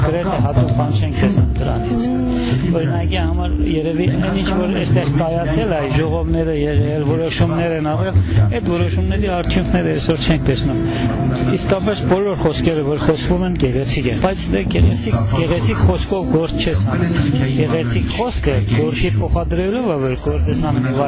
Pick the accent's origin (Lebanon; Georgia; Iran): Iran; Isfahan; Արմատներով ես Իրանից եմ, Փերյա գավառից եմ, էլ ավելի հին եթե երթամ, երևի մեր բապերը եկել են Նախճեվանի եւ Երևանի, այո, Շահաբասի տեղափոխած հայության